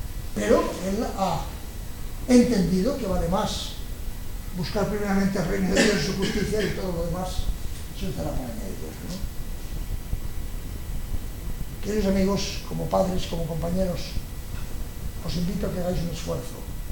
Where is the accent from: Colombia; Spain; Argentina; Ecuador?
Spain; Catalonia; como él es catalán y también soy catalán